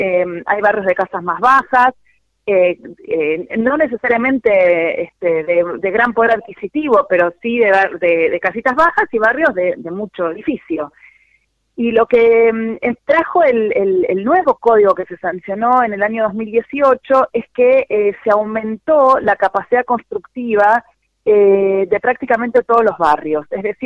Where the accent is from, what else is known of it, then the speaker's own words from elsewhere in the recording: Buenos Aires, Argentina; born there; nací en Villa Devoto y vivo en Villa del Parque hace un montón de años, y son barrios que se llamaban consolidados.